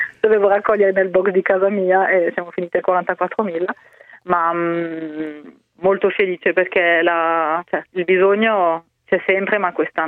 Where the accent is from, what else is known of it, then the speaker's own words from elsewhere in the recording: Strasbourg, Grand Est, France; nella mia città, Strasburgo, io sono dell'Alsazia